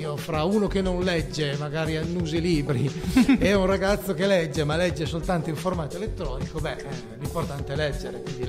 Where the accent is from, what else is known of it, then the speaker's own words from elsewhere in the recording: Costigliole, Piedmont, Italy; sarebbe Costigliole, che è il mio paese.